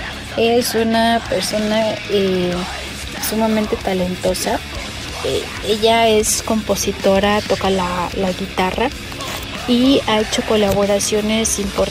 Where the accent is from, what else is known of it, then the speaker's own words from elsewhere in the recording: Mexico City, Mexico; yo soy mexicana, vivo en Ciudad de México